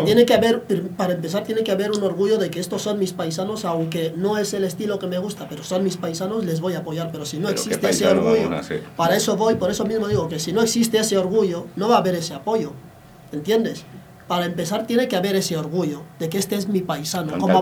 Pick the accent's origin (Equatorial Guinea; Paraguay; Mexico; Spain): Equatorial Guinea; Una vez que se sabe que somos guineanos, claro.